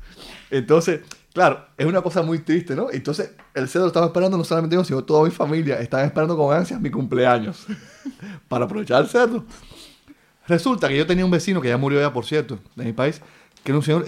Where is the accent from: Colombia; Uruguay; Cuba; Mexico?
Cuba; now in Spain; en mi país, en Cuba, he dejado un listado pegado en mi biblioteca de los libros que debía leer.